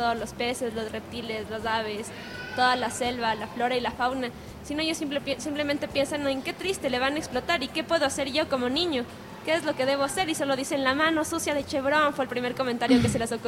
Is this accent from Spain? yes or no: no; Ecuador; simplemente cuestión de como ecuatorianos, como periodistas, como comunicadores